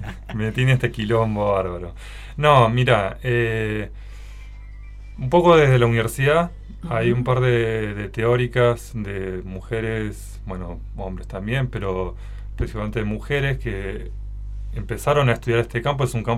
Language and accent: Spanish; Neuquén, Argentina; moved away as an adult; also born or lived in Buenos Aires; Yo soy oriundo de Neuquén, nací y criado en Neuquén.